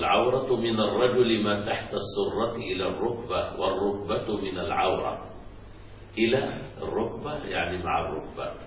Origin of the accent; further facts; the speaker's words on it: Egypt; فبعض النساء عندنا في مصر